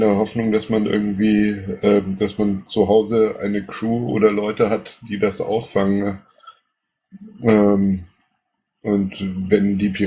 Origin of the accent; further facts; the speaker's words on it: Bavaria, Germany; ich bin in Bayern groß geworden. Ich war dort 3 Jahre lang in einem katholischen Internat in einem kleinen Dorf.